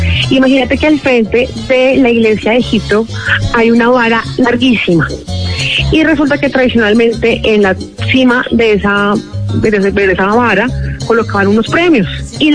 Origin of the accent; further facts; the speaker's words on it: Bogotá, Colombia; Sí, yo soy de Bogotá, vivo hace más de 20 años en nuestra querida localidad, acá en el barrio La Catedral.